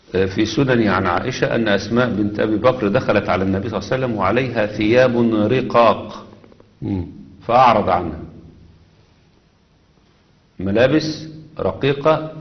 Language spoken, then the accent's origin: Arabic; Egypt; كان زمان الملاية اللي بتلبسها المرأة عندنا في مصر هنا كان يسموها الملاية اللف